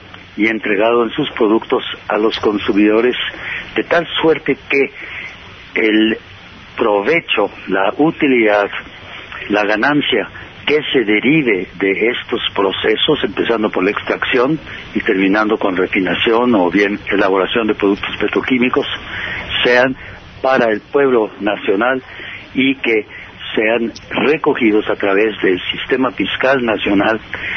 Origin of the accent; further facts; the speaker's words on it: Chihuahua, Mexico; Aquí visitando la familia, aquí yo soy de Chihuahua y será bueno dar una vueltecita a ver cómo están haciendo con la ciudad.